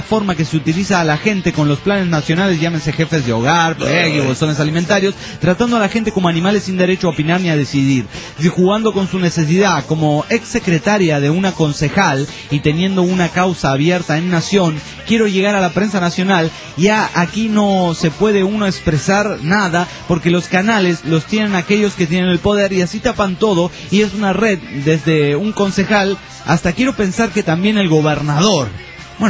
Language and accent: Spanish; Guatemala; Señores de la Gran María de Tijuana … de Guatemala.